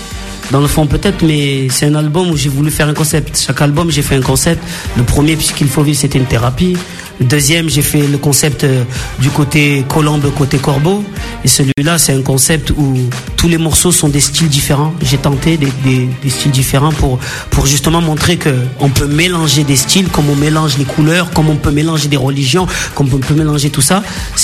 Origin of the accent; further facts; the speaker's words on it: Marseille, Provence-Alpes-Côte d'Azur, France; chez moi à Marseille, ils se calachent des jeunes de 19 ans